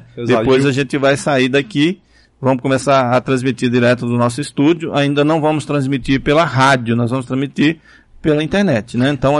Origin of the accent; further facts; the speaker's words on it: Patamuté, Bahia, Brazil; Rapaz, esse livro meu, até em Patamuté tem. Na minha terra.